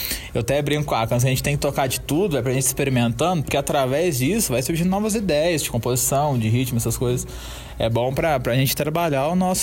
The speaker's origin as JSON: {"language": "Portuguese", "town": "Três Pontas", "region": "Minas Gerais", "country": "Brazil", "said": "eu sou de Três Pontas, né? Eu sou de Minas, na terra"}